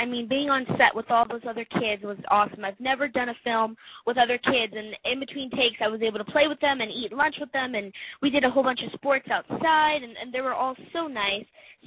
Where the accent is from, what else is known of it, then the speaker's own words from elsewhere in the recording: Bryan, Texas, United States; now in Los Angeles, United States; I'm originally from Bryan, Texas, and I was taking a huge risk moving out here to LA. I mean, I had never been out to LA before.